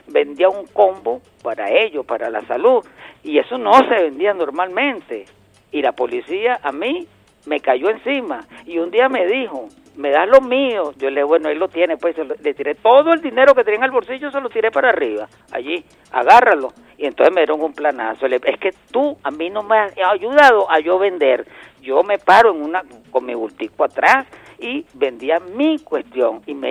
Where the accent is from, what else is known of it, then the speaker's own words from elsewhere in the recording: Venezuela; Es el camino para tolerarnos entre todos y darnos un abrazo como venezolanos.